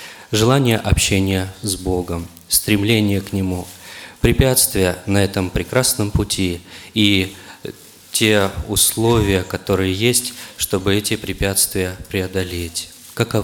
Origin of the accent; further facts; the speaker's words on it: Oryol, Oryol Oblast, Russia; я из Орла